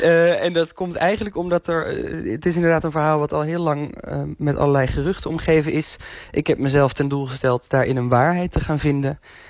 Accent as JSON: {"language": "Dutch", "region": "North Brabant", "country": "Netherlands", "said": "en ik kom uit de buurt van Vught"}